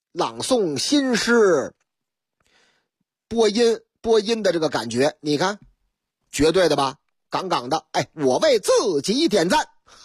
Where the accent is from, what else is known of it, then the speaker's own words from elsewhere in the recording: Shanghai, China; 用我老家阿拉萨哎哇哎上海话嘛